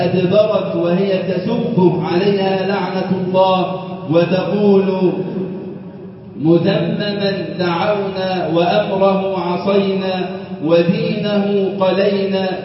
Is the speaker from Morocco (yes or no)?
no; Egypt; اللهم اجعل بلدنا مصر أمنا أمانا